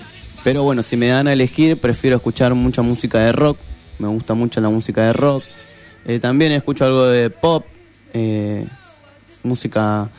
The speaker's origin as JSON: {"language": "Spanish", "town": "Berazategui", "region": "Buenos Aires Province", "country": "Argentina", "said": "Bueno, yo tengo 23 años, soy de Berazategui."}